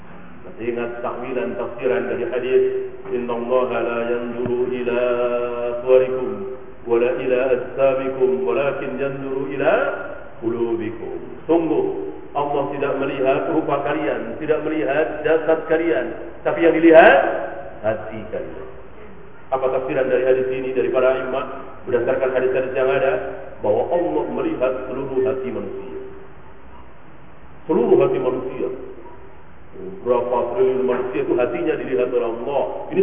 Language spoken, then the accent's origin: Indonesian; Indonesia; born there; Bahwa kita lahir di negeri kita ini, ayah ibu kita muslim